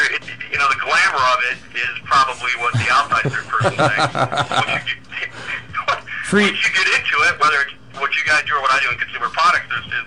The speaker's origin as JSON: {"language": "English", "town": "Detroit", "region": "Michigan", "country": "United States", "tie": "born or raised there", "said": "Yeah, it's tough because I grew up in Detroit, and it was. They're kind of the same way."}